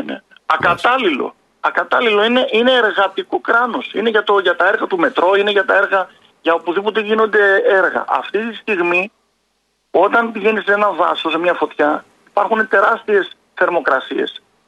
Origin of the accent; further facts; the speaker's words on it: Thessaloniki, Central Macedonia, Greece; από τη Θεσσαλονίκη που είμαι εγώ